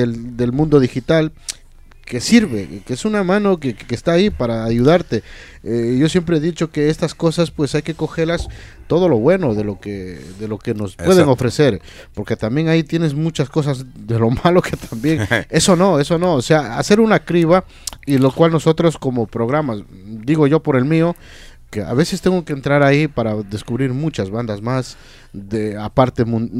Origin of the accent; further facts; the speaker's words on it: Ecuador; Yo soy de Ecuador, pues tengo que a los sanjuanitos o qué sé yo, al folclore.